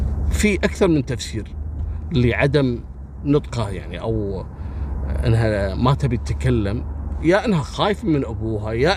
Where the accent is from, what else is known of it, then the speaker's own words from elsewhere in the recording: Kuwait; منطقة اسمها صليبية عندنا في الكويت